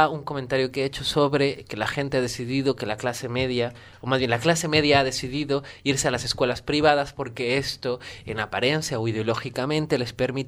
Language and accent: Spanish; Guadalajara, Jalisco, Mexico; yo soy de Guadalajara y no me pudieron entrar porque decían que ya no había espacio y tuve que irme a un pueblo para poder estudiar la primaria.